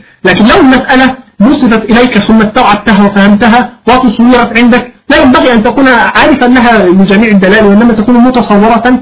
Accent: Egypt; لا أنا مصري

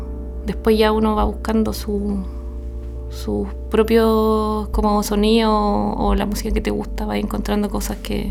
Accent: Talcahuano, Biobío, Chile; born there; Nací en Talcahuano, uh-huh. Viví ahí hasta hace como 8 años

